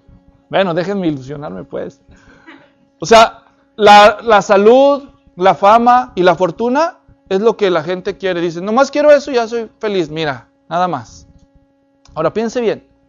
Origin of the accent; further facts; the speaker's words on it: Guadalajara, Jalisco, Mexico; yo soy de Guadalajara, México, y mi papá es de un lugar que está en la frontera de Aguascalientes con Zacatecas.